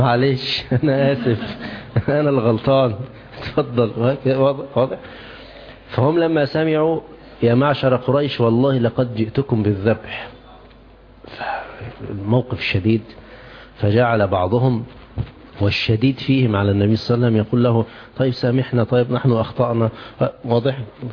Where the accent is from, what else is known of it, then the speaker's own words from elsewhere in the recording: Egypt; يعني عندنا في مصر يقولون ايه، تنح تنح